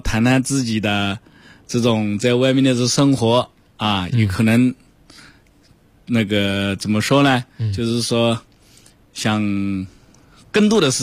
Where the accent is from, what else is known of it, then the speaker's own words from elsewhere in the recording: Jiangsu, China; 像我江苏人，我就吃不惯那个烟熏的味道